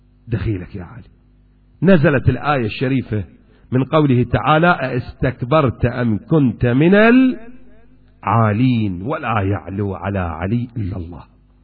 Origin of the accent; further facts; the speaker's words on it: Iraq; أكو شايب عندنا بالعراق